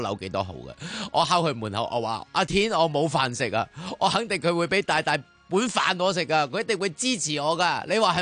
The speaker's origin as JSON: {"language": "Cantonese", "country": "Hong Kong", "said": "我哋香港人嘅特色就系可以共度时间、同步过冬"}